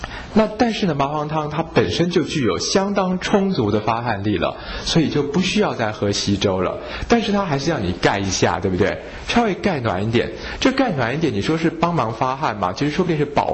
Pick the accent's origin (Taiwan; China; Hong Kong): Taiwan; 可是我们台湾人呢，除了腠理虚松之外呢，更加的是我们台湾人大部分都是阳虚阴实啊